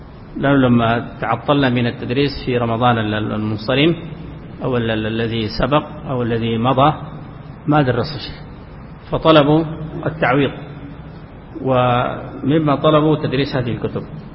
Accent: Sudan; خاصة عندنا في السودان يمكن بعض العوام يقول لك ما دليلك؟

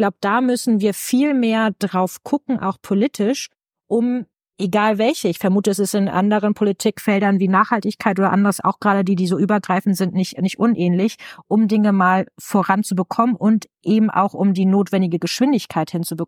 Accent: Schleswig-Holstein, Germany; Soll ich dir mal als Schleswig-Holsteinerin von tollen Leuchtturmprojekten erzählen?

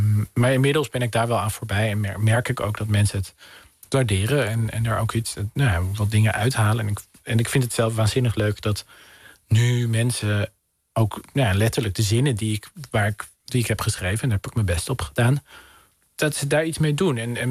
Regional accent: Den Helder, North Holland, Netherlands; Mijn moeder komt uit een gezin dat geëvacueerd werd uit Den Helder. Ergens anders dan in de wijk waar ik ben opgegroeid.

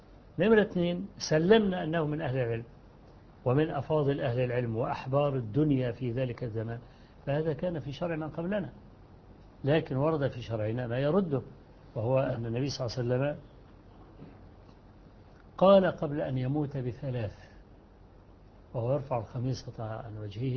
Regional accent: Kafr El Sheikh Governorate, Egypt; عندنا في مصر، أنهم بدأوا يهيئوا الميادين التي فيها المساجد التي فيها قبور، ويوسعوا الساحات لدرجة أن عندنا في محافظة كفر الشيخ

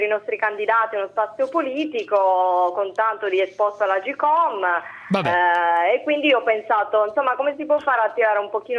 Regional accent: Sassari, Sardinia, Italy; io sono sarda di Sassari

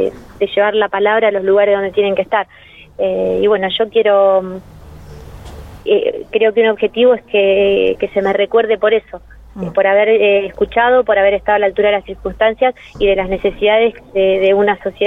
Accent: Villa Parque, Argentina; yo nací en un barrio. Yo crecí en Villa Parque, en el Butaro 3

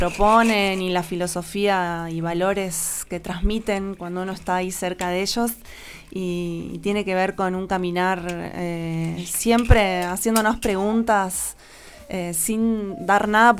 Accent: Bolívar, Buenos Aires Province, Argentina; un amigo baterista percusionista muy querido de la ciudad de Bolívar, de donde yo vengo también

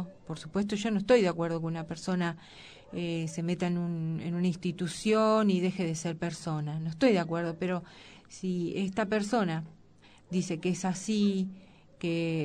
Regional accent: Argentina; Nosotros, como argentinos, pero no podemos hacer, pero como mujeres sí podemos hacer esa crítica.

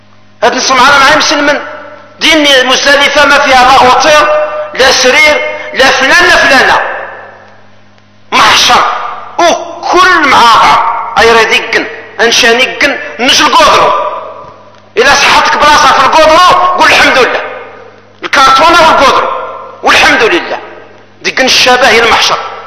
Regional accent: Algeria; احنا جزائريين بلا تولة البلاد

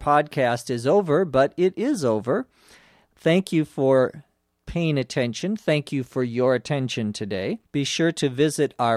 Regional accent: Los Angeles, California, United States; from Los Angeles.

